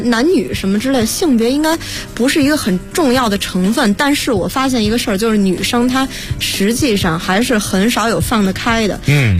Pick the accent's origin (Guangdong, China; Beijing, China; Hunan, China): Beijing, China; 其实因为我就是北京人